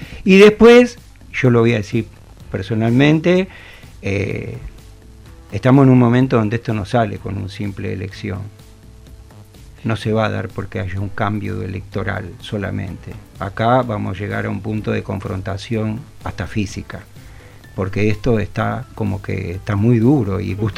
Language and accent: Spanish; Avellaneda, Buenos Aires Province, Argentina; Yo vengo de Avellaneda, por ejemplo